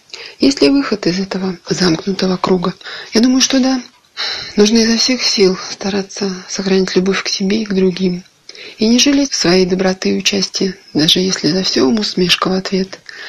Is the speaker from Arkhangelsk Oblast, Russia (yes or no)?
no; Altai Krai, Russia; я из Алтайского края.